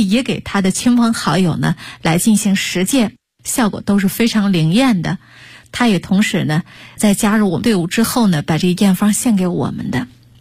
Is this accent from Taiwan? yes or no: no; North China, China; 因为本身我就是北方人啊